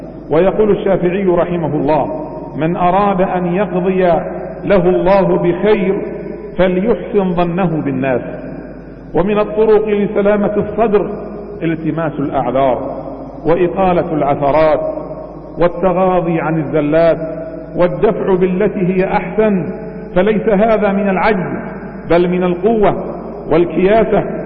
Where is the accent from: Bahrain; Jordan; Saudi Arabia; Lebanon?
Bahrain; اللهم احفظ بلادنا البحرين من كل سوء ومكروه